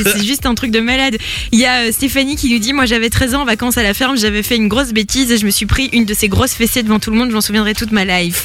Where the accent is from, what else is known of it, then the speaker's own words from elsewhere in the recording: United Kingdom; accent: English; French is a second language; Et c'est pas très très gentil de se moquer de mon accent anglais.